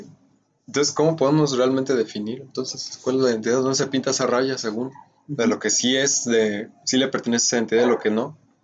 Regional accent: Mexico; todas las personas que estamos ahorita siendo mexicanos conformamos la identidad del mexicano a través de nosotros

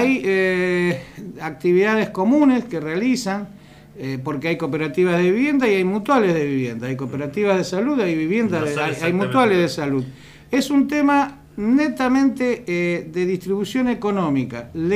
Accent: Rosario, Santa Fe, Argentina; Yo que soy oriundo de Rosario, te puedo decir

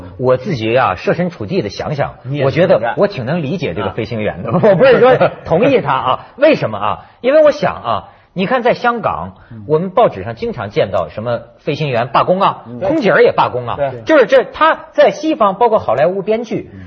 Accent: China; 我在大陆背景下长大的人呢

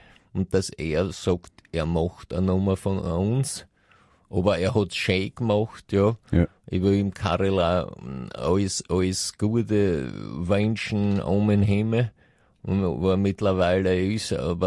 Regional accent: United States; ich komme aus Amerika

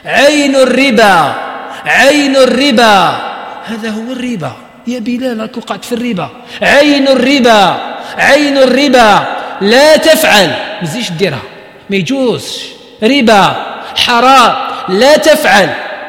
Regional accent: Algeria; موجودة في بعض المناطق عندنا في الجزائر مازالوا يقولوها

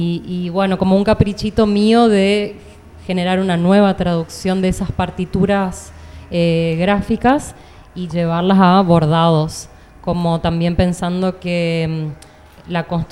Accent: Corrientes, Argentina; grabaciones de campo de Corrientes, que es mi ciudad de origen y donde viví la mayor parte de mi vida

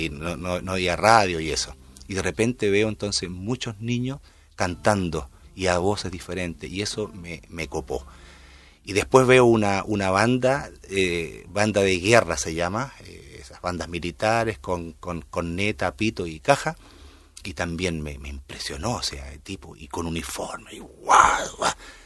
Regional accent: Chile; vengo del sur de Chile, ahí vivimos, son mis primeros recuerdos de la juventud, de la niñez.

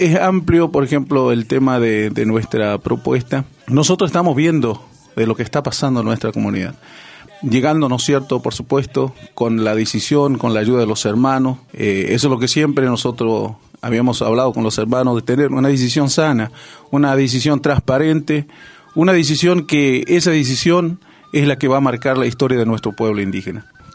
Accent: Quitilipi, Chaco, Argentina; yo soy de Quitilipi, de la colonia Origen, allí en lote 38.

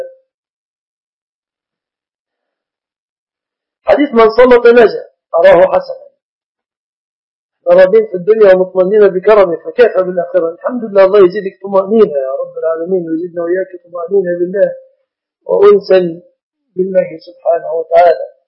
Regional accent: Mit Samanud, Dakahlia, Egypt; لست سعوديا، أنا مصري من قرية يقال لها منية سمنود، مركز أجا، محافظة الدقهلية، عاصمة الدقهلية هي المنصورة، ونحن مجاورون لها.

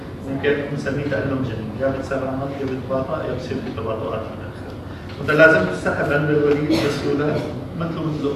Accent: Syria; الحشيش عندنا بسوريا ما هو مشرع

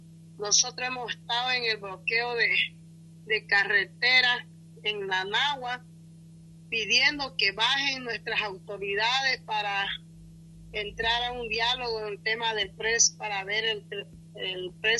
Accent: Bolivia; como bolivianos, no importa que estemos de un lugar a otro tan lejos

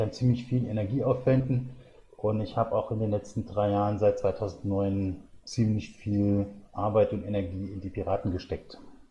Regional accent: Saarland, Germany; Ich bin 1972 geboren und im Saarland, da wo es in Hunsrück reingeht, also auf dem platten Land sozusagen.

